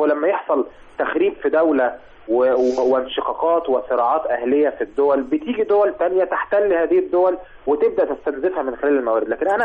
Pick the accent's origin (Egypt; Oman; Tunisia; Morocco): Egypt; يعني هل إحنا كمصريين نتوقع يعني